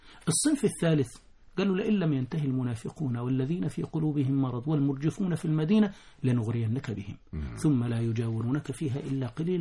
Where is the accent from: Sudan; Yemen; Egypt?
Egypt; فإذا شئت أن تقول أنا من بلد فأنا من مصر،